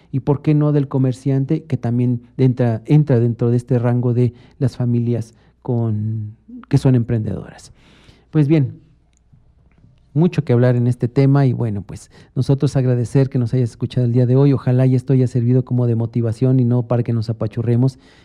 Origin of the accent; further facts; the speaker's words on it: Mexico; como mexicanos nosotros somos ávidos de consumir esta comercialización infundida